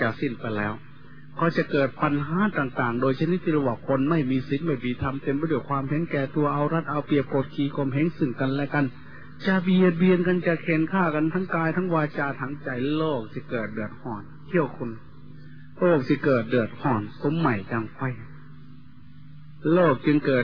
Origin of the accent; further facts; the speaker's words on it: Isan, Thailand; โดยเฉพาะพี่น้องชาวอีสานเราทุกข์ยากลำบากกว่าชาติอื่นทุกอย่างลำบากกว่าแหล่งอื่นที่สุด